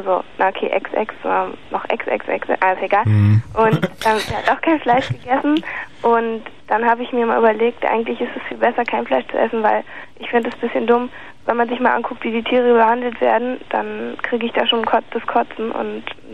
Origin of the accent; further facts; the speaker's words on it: West Germany, Germany; Nee, ich bin aus dem Westen, ja.